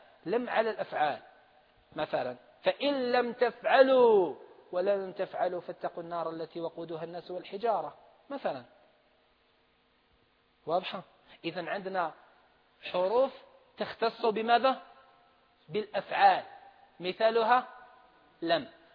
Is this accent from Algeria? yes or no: yes; Algeria; احنا عندنا في الجزائر ما نعبروش عليه بالخفض